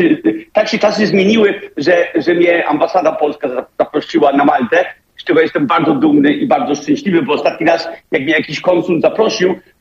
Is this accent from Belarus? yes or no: no; Denmark; Polish is a second language; now in Poland; sam wychowałem się w kraju, w którym największa góra ma 180 metrów chyba, czy nawet nie 180, już nie pamiętam jaka, ale Dania jest bardzo płaskim krajem